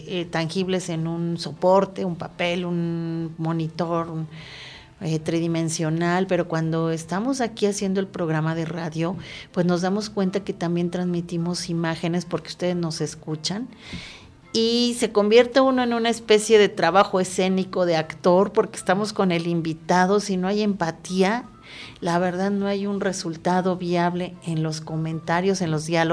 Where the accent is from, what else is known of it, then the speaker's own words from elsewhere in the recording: Mexico City, Mexico; yo soy nativa de la Ciudad de México, no niego la cruz de mi parroquia, la verdad, y por azares de la vida, por azares de la creación nómada, pues vine aquí a vivir enamorada de los volcanes, enamorada de la Iztaccíhuatl